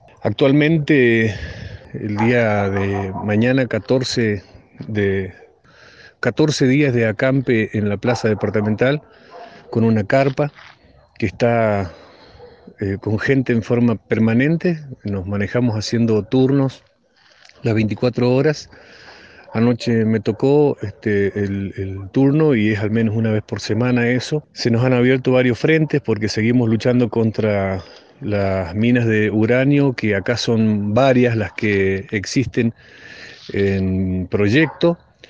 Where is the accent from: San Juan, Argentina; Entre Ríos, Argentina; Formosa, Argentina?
San Juan, Argentina; Jáchal; Soy de Hachal.